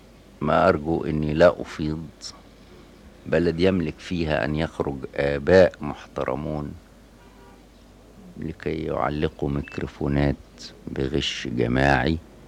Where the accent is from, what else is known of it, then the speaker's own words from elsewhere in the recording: Faiyum, Faiyum Governorate, Egypt; كان فيها القاضي في مدينتي الفيوم إذا مر في الشارع سكتت القهوة